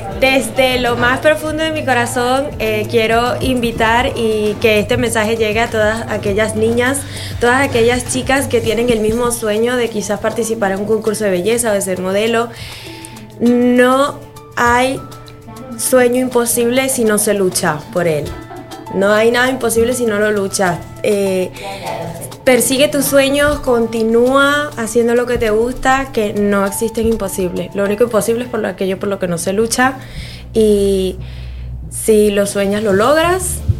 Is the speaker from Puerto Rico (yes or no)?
no; Venezuela; now in Spain; Yo soy de Venezuela, sí. Venezolana.